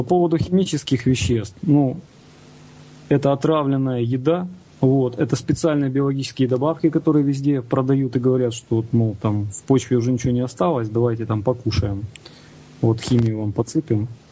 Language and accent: Russian; Kyiv, Ukraine; Сам я из Киева, если кто не знает.